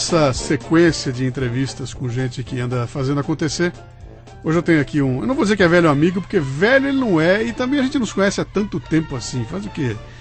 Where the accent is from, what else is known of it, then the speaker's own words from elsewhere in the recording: Bauru, São Paulo, Brazil; accent: Bauru; Vocês estão ouvindo essa voz aqui ao lado com esse sotaque que se contrapõe ao meu sotaque bauruense.